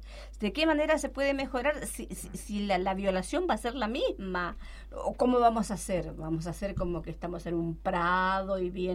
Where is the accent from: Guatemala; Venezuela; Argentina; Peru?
Argentina; Chaco; también abarco un poco de mi infancia en el Chaco, mi infancia muy pobre